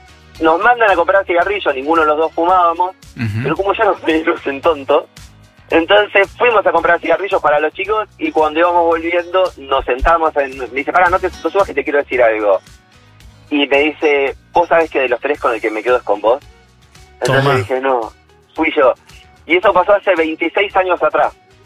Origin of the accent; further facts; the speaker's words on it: Mar del Plata, Buenos Aires Province, Argentina; Soy de Mar del Plata, hizo mucho calor, estuvo tremendo